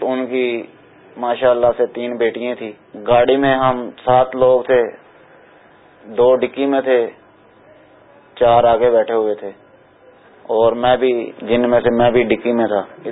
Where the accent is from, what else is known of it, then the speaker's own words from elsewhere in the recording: Gujrat, Punjab, Pakistan; میں گجرات کا رہنے والا ہوں.